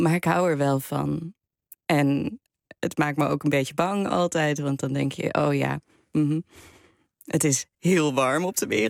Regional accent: Almere, Flevoland, Netherlands; ik kom uit Flevoland, uit Almere

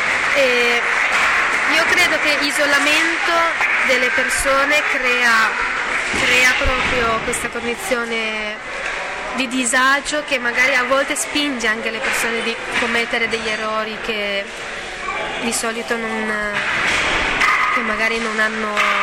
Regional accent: China; now in Bologna, Italy; Dalla Cina.

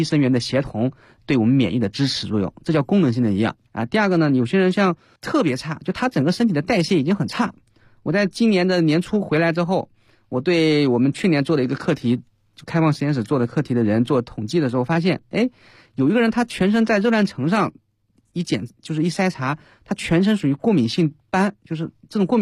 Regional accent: China; 所以我们中国人比较缺而已

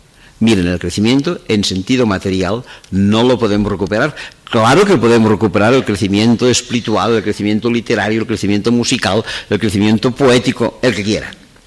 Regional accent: Catalonia, Spain; Yo soy catalán, me siento catalán, e incluso les diré que estoy algo orgulloso de ser catalán.

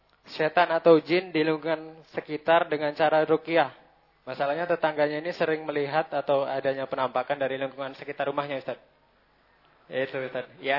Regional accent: South Sumatra, Indonesia; Saya dari Binaan Batu Marta, Kabupaten Oku, Palembang, Sumatera Selatan.

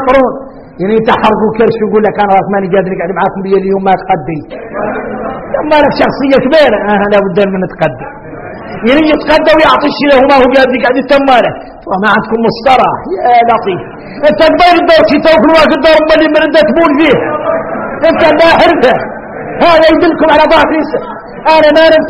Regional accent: Mauritania; نحن موريتاني عندنا الاحوال عندنا الاحوال

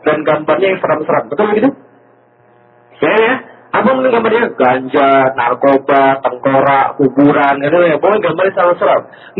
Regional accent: Palembang, South Sumatra, Indonesia; also born or lived in Jakarta; dari Jakarta saya pergi ke Palembang, kota asal saya, hometown saya.

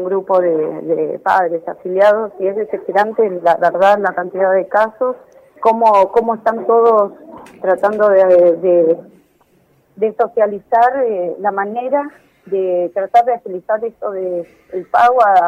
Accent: Florencio Varela, Buenos Aires Province, Argentina; porque yo ahí en Varela, somos de Varela, vivimos

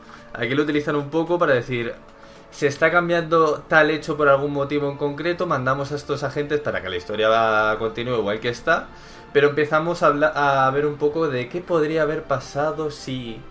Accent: Spain; Siendo española

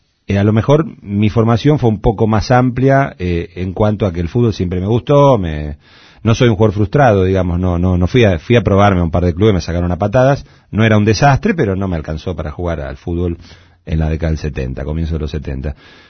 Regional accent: Buenos Aires, Argentina; y yo soy de Caballito

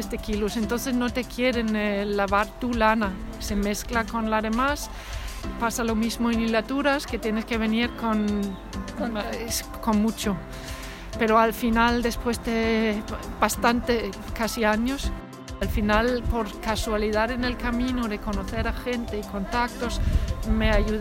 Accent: Denmark; Spanish is a second language; moved away as an adult; now in Cuacos de Yuste, Spain; Vivo y trabajo en Cuacos de Yuste, en La Vera, a una hora de aquí de Baños de Montemayor, y soy danesa. Hice carrera de diseño en Dinamarca hace ya muchos años, y desde entonces vivo y trabajo en España

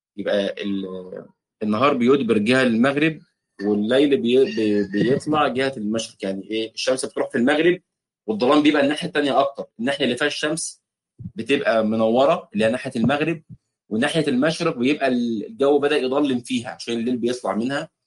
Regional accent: Egypt; او الكسكسي زي ما بيتقال في بعض عندنا في مصر

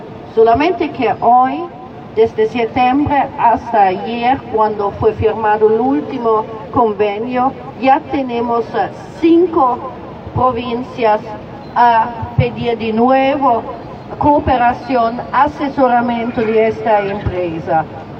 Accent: Italy; Spanish is a second language; moved away as an adult; now in Palestine; Soy de origen italiana, pero 20 años atrás me fui en Palestina, me trasladé en Palestina

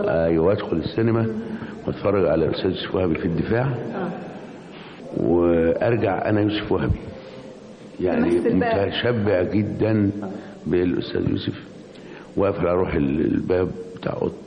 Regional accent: Mansoura, Dakahlia, Egypt; born there; also born or lived in Qanater al-Khayriyya / Giza / Cairo; أنا والدي كان موظف وكان بيتنقل كتير، فأنا مثلا من مواليد المنصورة

